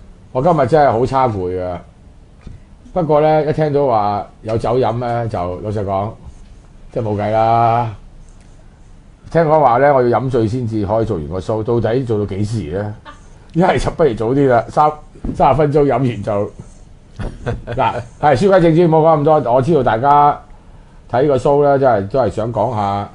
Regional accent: China; 我哋中國人用呢個誓死啦

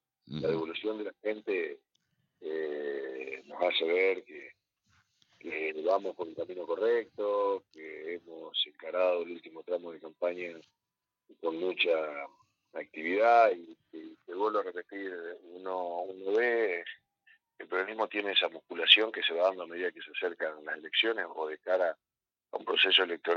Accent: Concordia, Entre Ríos, Argentina; muchos concordienses que nacimos, nos criamos y vivimos en la zona sur de Concordia, como fue en mi caso, ¿no? Yo nací en San Luis 241, ahí a dos cuadras del Club Sarmiento y a cuatro cuadras del Tiro Federal.

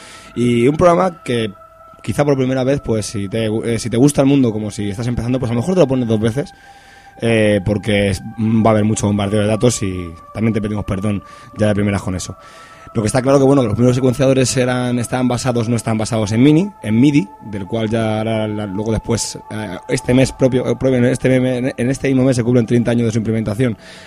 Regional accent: Madrid, Community of Madrid, Spain; nosotros somos castizos madrileños

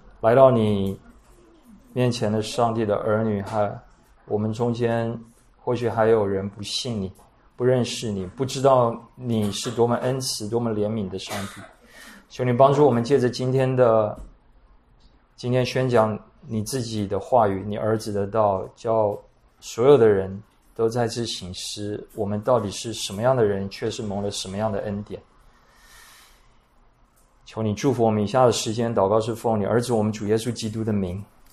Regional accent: Taiwan; 可能就是我们台湾人所谓的占婢的女人

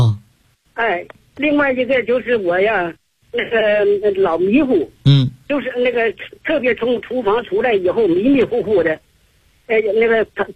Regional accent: Beijing, China; 我是来自北京啊，我是你的新学员。

